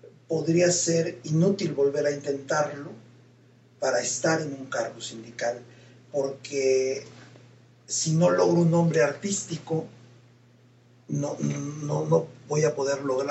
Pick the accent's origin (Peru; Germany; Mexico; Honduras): Mexico; hoy tenemos que valorar como mexicanos muy bien el momento en el que estamos